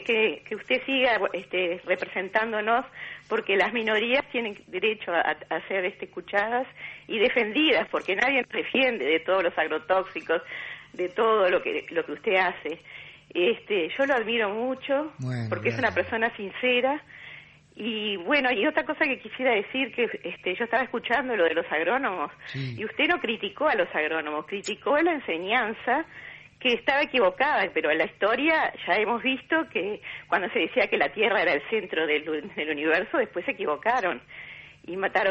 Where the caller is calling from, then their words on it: Punta Gorda, Montevideo, Uruguay; de Punta Gorda.